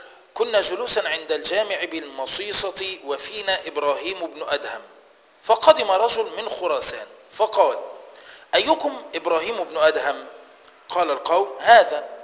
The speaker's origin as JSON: {"language": "Arabic", "country": "Egypt", "said": "خلي بالك ده الكلام ده هنا عندنا في مصر"}